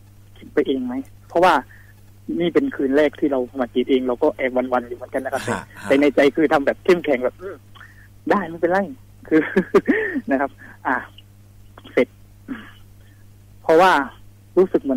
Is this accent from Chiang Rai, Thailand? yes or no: no; Nakhon Si Thammarat, Thailand; born there; ไม่ใช่ครับเป็นเกิดที่นครศรีธรรมราชครับ